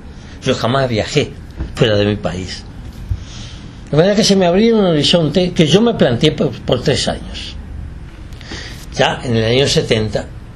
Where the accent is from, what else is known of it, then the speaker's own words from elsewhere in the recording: Uruguay; moved away; Yo me fui del Uruguay, no por razones políticas, aunque yo tenía mis convicciones políticas muy claras y muy acentuadas.